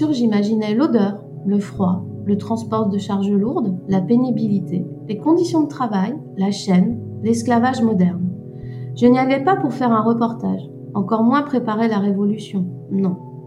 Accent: Brittany, France; Déjà, ça se passe en Bretagne et je suis bretonne

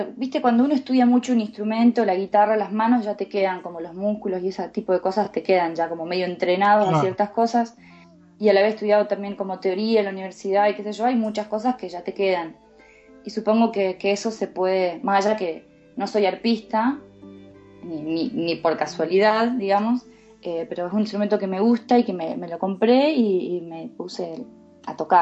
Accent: Santa Rosa, La Pampa, Argentina; cuando yo tenía 11 años, con mi familia nos mudamos a Santa Rosa, La Pampa, que ahí es donde me hice, digamos, más la que soy hoy, y ahí es donde empecé a estudiar música

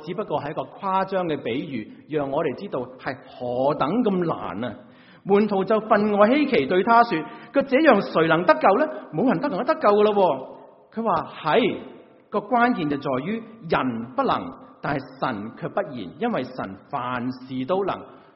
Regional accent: China; 我们中国人有很多时候会跟人家

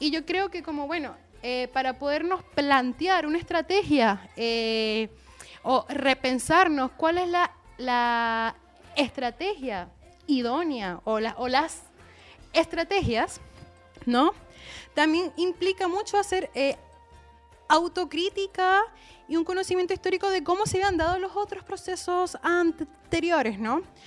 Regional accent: Venezuela; yo vengo de una de Venezuela de Chávez, ¿no? Yo crecí con Chávez, el único presidente que yo recuerdo

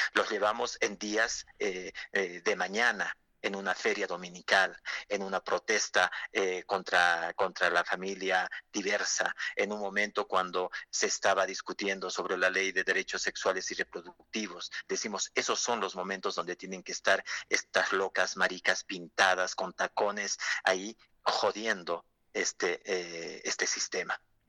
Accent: La Paz, Bolivia; No, somos de aquí, de La Paz, que no.

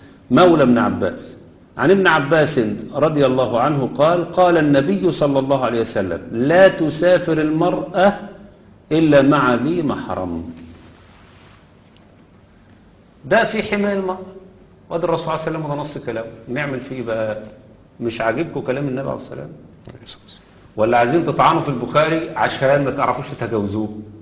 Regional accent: Egypt; إحنا عندنا في مصر مثلا على سبيل المثال لو في ابن وحيد، ابن وحيد خلاص بياخد إعفاء من الجيش.

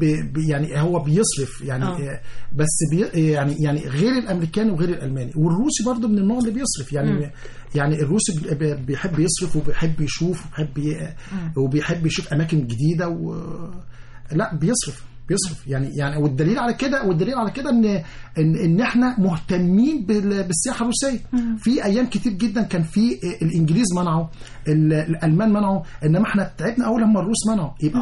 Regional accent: Egypt; احنا كمواطنين مصريين ما نعرفهاش

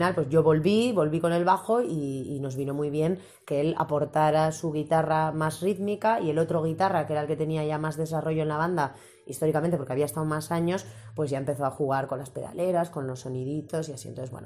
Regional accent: Getxo, Basque Country, Spain; Claro, yo también soy de Guecho.

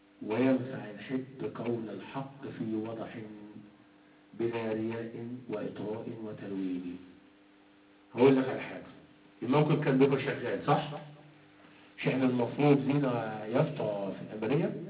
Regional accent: Egypt; يعني انا من مصر اهو

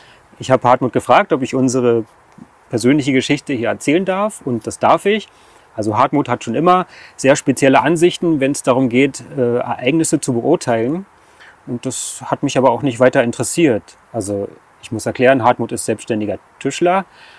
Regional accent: Berlin, Germany; ich bin 46 Jahre alt, ich komme aus dem Raum Berlin

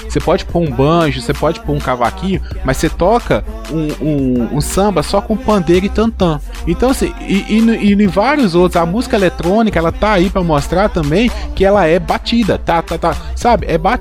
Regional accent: Minas Gerais, Brazil; Assim, eu não sou baiano, eu sou mineiro.

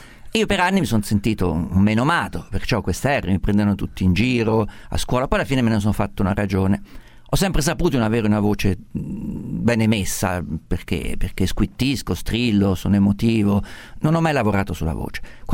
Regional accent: Perugia, Umbria, Italy; Sono perugino.

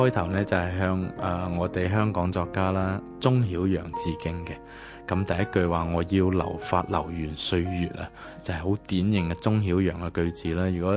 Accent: Guangdong, China; 咁虽然未开眼老鼠送走系我哋广东人啲陋习啦

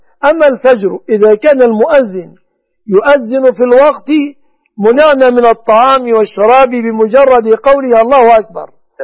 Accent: Egypt

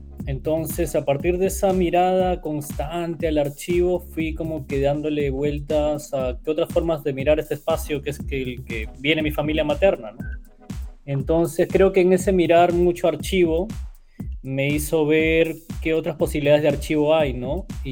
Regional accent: Paita, Piura, Peru; yo crecí en Paita, que es un puerto al norte de Perú, muy cerca del Ecuador.

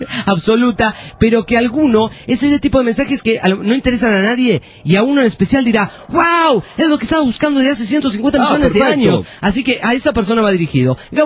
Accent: Mendoza, Argentina; Les cuento que soy de Mendoza, Argentina, la tierra de buen vino, ¿eh? Y trabajo en una litografía.

